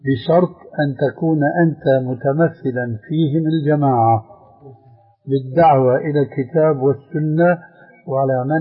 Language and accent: Arabic; Syria; كما يقولون عندنا في سوريا